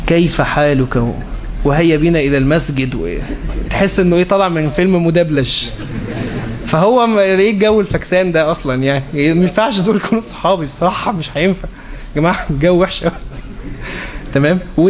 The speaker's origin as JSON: {"language": "Arabic", "country": "Egypt", "said": "بمعنى عندنا في مصر بيقولوا ايه، الترتيب للشغل ها اهم من الشغل"}